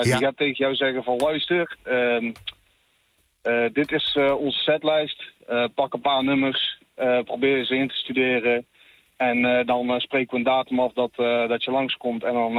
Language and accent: Dutch; Made, North Brabant, Netherlands; Ik kom zelf uit Maden. Dus ja, daar ligt er een stukje vandaan.